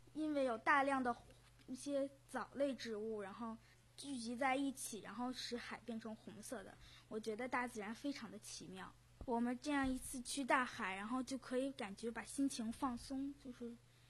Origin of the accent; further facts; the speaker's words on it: Beijing, China; 因为我是北京人，然后离海也不算特别远，就是不是环海的